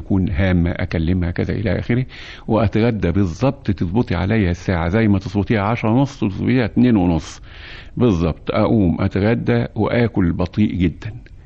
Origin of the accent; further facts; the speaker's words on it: Egypt; وأنا مش عاوز أنكر أيضا فضلنا احنا كمصريين